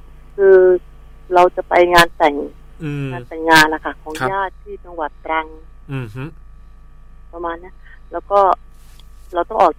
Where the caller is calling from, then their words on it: Phra Pradaeng, Samut Prakan, Thailand; มาอยู่สมุทรปราการค่ะพระประแดง